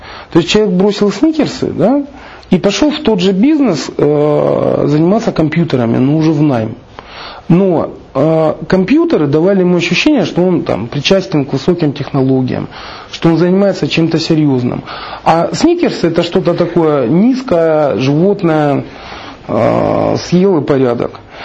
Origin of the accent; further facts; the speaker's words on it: Rostov-on-Don, Rostov Oblast, Russia; я же из Ростова